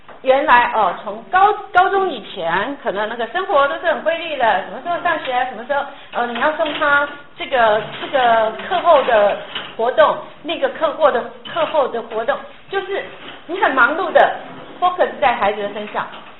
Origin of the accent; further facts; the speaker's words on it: China; 我们中国人都常常说是好像40岁就算是迈向中年了啊